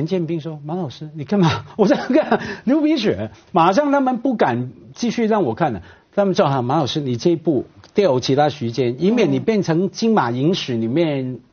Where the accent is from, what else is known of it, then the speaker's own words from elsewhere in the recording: Hong Kong; 我一个香港人啊在大城市长大